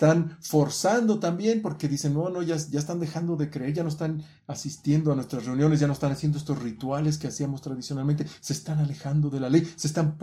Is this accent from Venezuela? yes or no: no; Mexico; Es como los mexicanos. Estamos cansados de la violencia, estamos cansados de la corrupción de casi 100 años que ha vivido nuestro país.